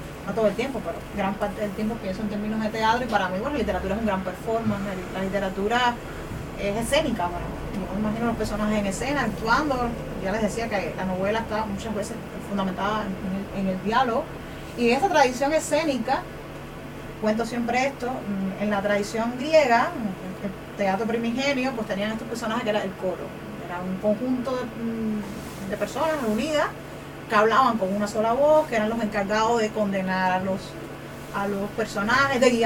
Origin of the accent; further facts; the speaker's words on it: Cuba; es bastante común en mi país, se lee mucho pirateado, porque a veces, no sé, es que pues los libros viajan, sobre todo en Cuba